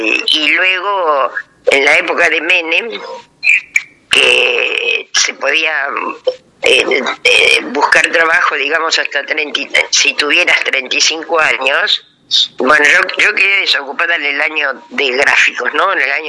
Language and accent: Spanish; Buenos Aires, Argentina; soy de Cava